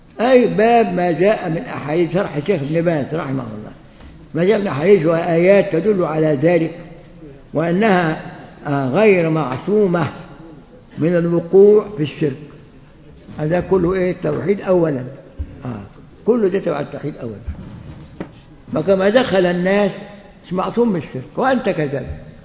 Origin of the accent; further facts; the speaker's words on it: Egypt; وعندنا في مصر في مطرية